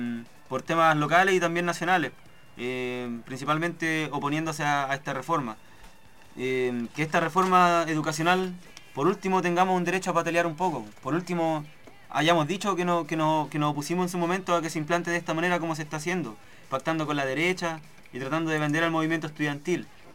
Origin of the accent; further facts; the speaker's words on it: Chiloé, Los Lagos, Chile; Es que yo soy, bueno, de Chiloé